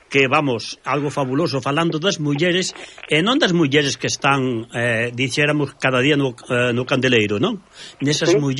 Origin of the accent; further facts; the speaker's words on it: Navia de Suarna, Galicia, Spain; porque eu son de Navia de Suarna.